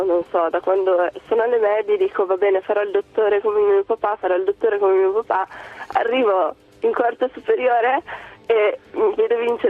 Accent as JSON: {"language": "Italian", "town": "Verona", "region": "Veneto", "country": "Italy", "tie": "born there", "said": "io sono nata qua a Verona, però mia mamma viene da Cracovia e sin da piccola mi ha insegnato il polacco. Addirittura le mie prime parole sono state in polacco."}